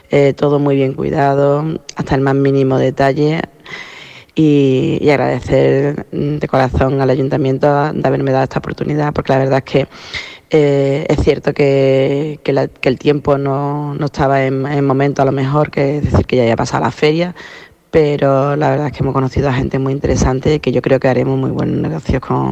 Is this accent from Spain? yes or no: yes; Gelves, Andalusia, Spain; hacía mucho tiempo que no hacía ninguna actividad en mi pueblo y yo llevo muchos años luchando porque se reconozca todo el valor que tiene Gelves